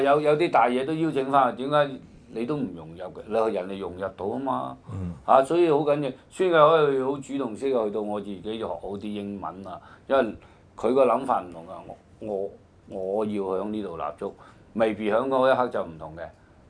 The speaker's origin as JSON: {"language": "Cantonese", "country": "China", "said": "其實有時我哋身為中國人，我哋有時都有啲即係感慨嘅"}